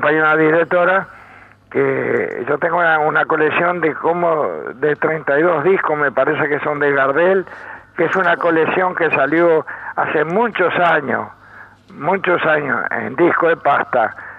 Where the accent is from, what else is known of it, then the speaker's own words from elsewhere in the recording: Castillos, Rocha, Uruguay; yo nací en Rocha, pero no viví en Rocha. Viví en Castillo 5 años.